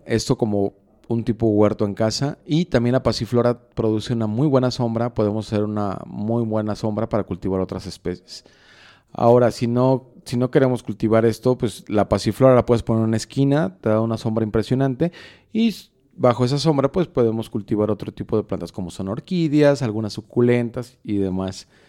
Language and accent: Spanish; Juanacaxtle, Mexico; now in Guadalajara, Mexico; cuando era niño en el rancho en Juanacaxtle, que aprovechábamos o se aprovechaba todo el espacio para sembrar diferentes cosas en el mismo cultivo, en el mismo terreno.